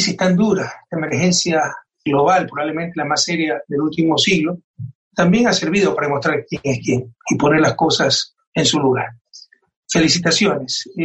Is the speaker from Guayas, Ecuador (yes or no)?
yes; Guayaquil, Guayas, Ecuador; soy ecuatoriano y soy guayaquileño. Y Guayaquil, mi ciudad natal, ha servido de ejemplo a nivel mundial de lo que no debió ocurrir